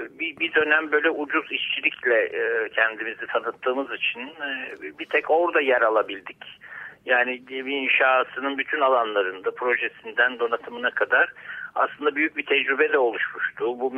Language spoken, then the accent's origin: Turkish; Safranbolu, Karabük, Turkey; biraz uzaktan Amasra'dan bağlanıyoruz sana. Batı Karadeniz'de doğdum ben ama Safranbolu'nun bir köyünde doğdum. Safranbolu'yu Safranbolu yapan ahşap ve taş ustalarının Bulak köyünde büyüdüm.